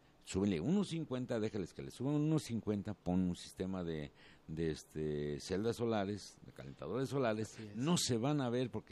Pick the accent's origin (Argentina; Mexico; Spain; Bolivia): Mexico; Como mexicano, me toca algo.